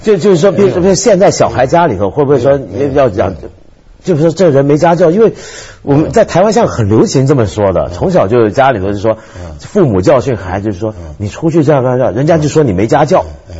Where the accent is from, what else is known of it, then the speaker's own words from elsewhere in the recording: Hong Kong; 比如说我举个小时候在香港那时候，有时候后来回到香港就看电视